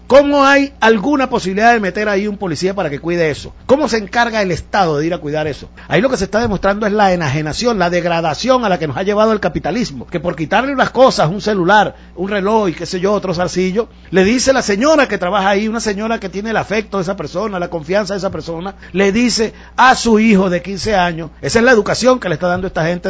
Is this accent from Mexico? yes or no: no; Venezuela; Yo vivo en Venezuela y no me pienso ir de mi país. No tengo otro